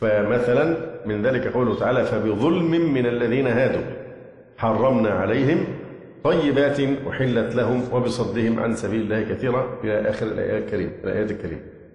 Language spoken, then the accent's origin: Arabic; Upper Egypt, Egypt; وما يحدث عندنا في الصعيد